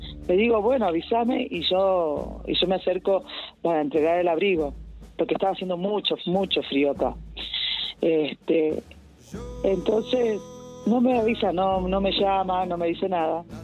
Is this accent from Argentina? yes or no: yes; Tilcara, Jujuy, Argentina; yo me vuelvo para Tilcara, soy de Tilcara y vivo acá en Tilcara.